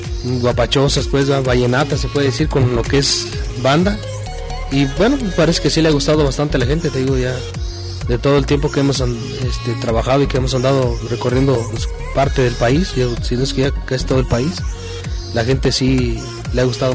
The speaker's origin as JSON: {"language": "Spanish", "town": "Abasolo", "region": "Guanajuato", "country": "Mexico", "said": "la gente nos pregunta de dónde somos, y es cuenta que sí les dicen, no, pues somos de Irapuato, porque Abasolo, pues, es un pueblo que es más chico"}